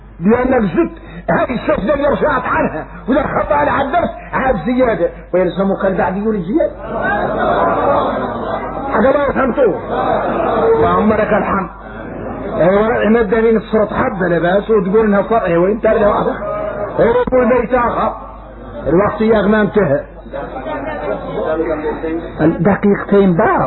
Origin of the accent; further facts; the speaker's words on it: Mauritania; احنا موريتاني بين الكبرى